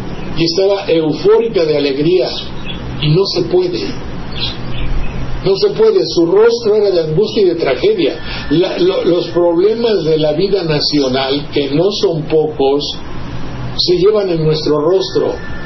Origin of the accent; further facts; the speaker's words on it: Mexico; Si yo soy mexicano, lo soy, punto.